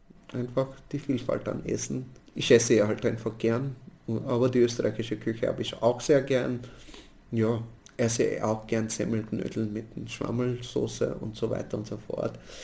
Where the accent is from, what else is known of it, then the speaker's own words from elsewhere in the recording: Mumbai, Maharashtra, India; moved away as an adult; now in Austria; geboren bin ich in Bombay und dort habe ich bis zu meinem 22. Lebensjahr gelebt. In Bombay habe ich auch mein Masterstudium in Biologie gemacht. Dann habe ich meinen Freund in Bombay kennengelernt und mit dem bin ich dann nach Österreich gekommen.